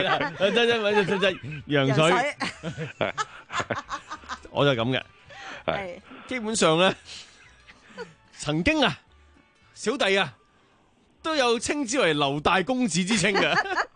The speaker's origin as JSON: {"language": "Cantonese", "country": "Hong Kong", "tie": "born or raised there", "lives_now": "United States", "said": "我細個喺香港住嗰啲即係三幾百尺嘅屋啦，至到喺美國即係躺大幾層樓嗰啲屋咧"}